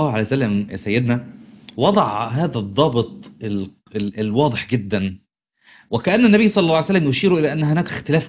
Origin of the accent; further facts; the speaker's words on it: Upper Egypt, Egypt; بس المثل ده أظن اسكندراني، أنا ما سمعتوش عندنا في الصعيد